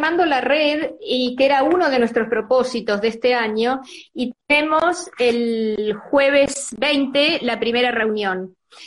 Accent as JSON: {"language": "Spanish", "country": "Argentina", "tie": "born there", "said": "A mí me tocó acá, porque bueno, es la ciudad donde yo nací, viví, salvo mi infancia y adolescencia"}